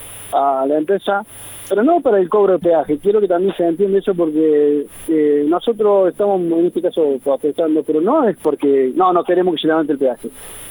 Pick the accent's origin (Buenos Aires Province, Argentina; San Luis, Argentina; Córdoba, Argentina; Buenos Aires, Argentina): Córdoba, Argentina; Todos los trabajadores, tanto de las empresas tercizadas como el peaje, somos de Santa María de Punilla a Capilla del Monte, todos los trabajadores.